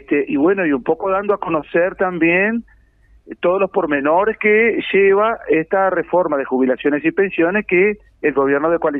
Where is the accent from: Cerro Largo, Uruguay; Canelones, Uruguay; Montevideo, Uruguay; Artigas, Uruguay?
Cerro Largo, Uruguay; Melo; now in Piriápolis, Uruguay; En realidad soy oriundo de Melo, Cerro Largo, y hace muchos años que estoy viviendo, sí, en Maldonado, actualmente en Piriápolis.